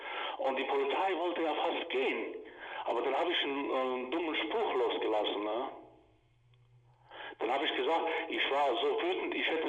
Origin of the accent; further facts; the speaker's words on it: Croatia; Ich komme aus Kroatien.